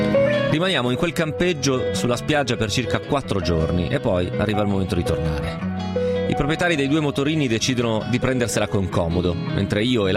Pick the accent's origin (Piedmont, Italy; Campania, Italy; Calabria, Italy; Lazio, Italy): Piedmont, Italy; Romentino; io sono Romentino, vicino a Trecate.